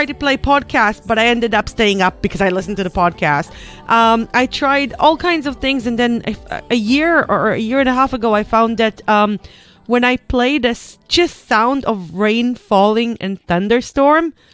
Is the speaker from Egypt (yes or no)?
no; Israel; English is a second language; I'm coming from Israel, and this is one of the first countries in the world that had no choice but to rely on a water diversion system, because we have one lake.